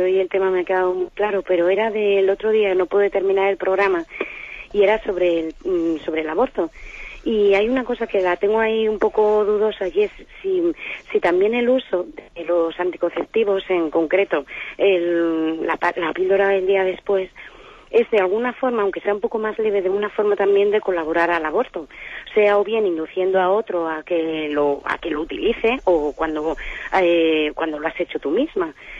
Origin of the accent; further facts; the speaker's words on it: Madrid, Community of Madrid, Spain; soy de Madrid.